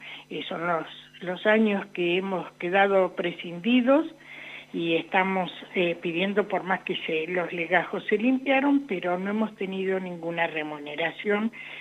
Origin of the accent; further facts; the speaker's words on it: La Pampa, Argentina; La Pampa, que somos también parte de la Patagonia